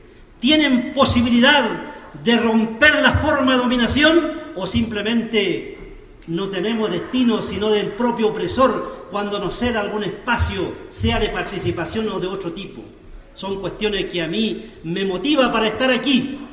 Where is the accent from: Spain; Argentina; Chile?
Chile; Y yo vengo del lado del Estado chileno.